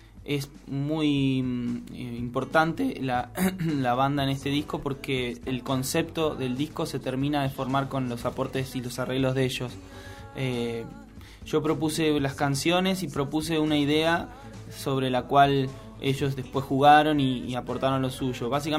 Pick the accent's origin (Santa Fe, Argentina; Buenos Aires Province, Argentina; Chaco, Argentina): Buenos Aires Province, Argentina; Chapadmalal; yo soy de Chapadmalal, que es al lado de Mar del Plata.